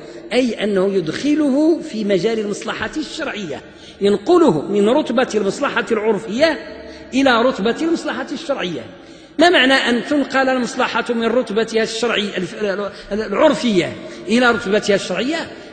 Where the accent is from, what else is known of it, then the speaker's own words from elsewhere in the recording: Morocco; وعندنا في المغرب هذه الأمثلة موجودة إلى الآن في بعض البلاد الجنوبية مثلا، أنا أعرف ذلك